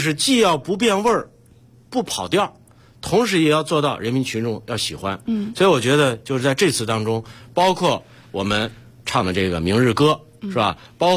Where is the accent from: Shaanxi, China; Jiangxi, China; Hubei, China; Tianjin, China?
Shaanxi, China; Xi'an; 这是曹学密也我们老乡，都是陕西人。那个他是渭南的，我是西安的，但我们都是关中的。